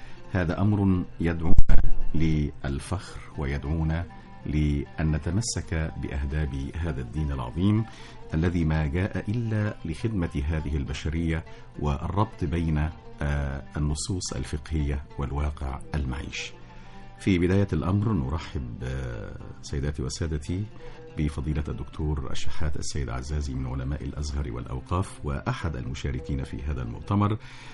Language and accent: Arabic; Egypt; وتهم أمرنا جميعا كمصريين